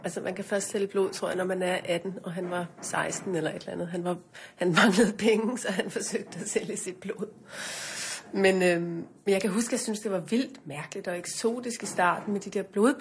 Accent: North Greenland, Greenland; jeg voksede op i Nordgrønland i en lille by, og hvor min far var lærer, og min mor underviste i vævning.

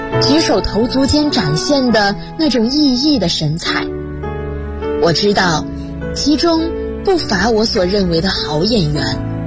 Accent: Xuzhou, Jiangsu, China; 来自江苏徐州。我在南京大学，距离我的家乡344.1公里。

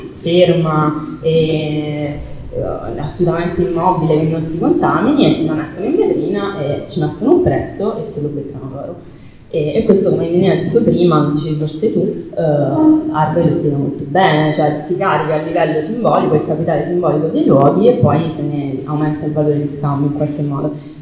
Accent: Naples, Campania, Italy; a me da napoletana mi è sempre sembrato particolarmente ridicolo

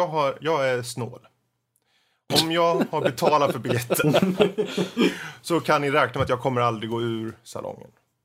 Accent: Närke, Sweden; jag är närken, det är träligt men det reder sig

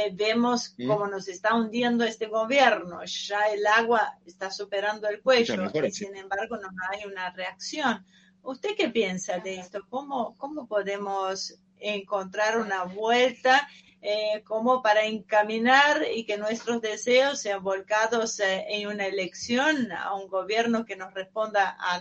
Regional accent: Brazil; Spanish is a second language; now in Argentina; La Argentina, para mí como extranjera, como brasileña, es como una montaña rusa.

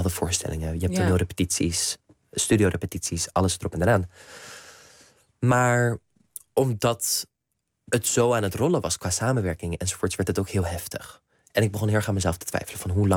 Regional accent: Netherlands; mijn ouders zijn Nederlands. Ik woon in Nederland. Ik ben misschien hier niet opgegroeid, maar ik ben wel Nederlander.

